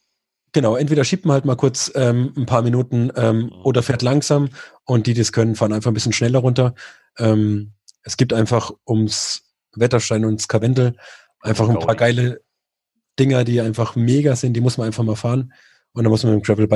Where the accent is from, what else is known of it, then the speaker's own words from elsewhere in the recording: Murnau, Bavaria, Germany; Bei uns in Murnau, also da, wo ich herkomme, sind knapp über 200 Kilometer, knapp 3.500 Höhenmeter.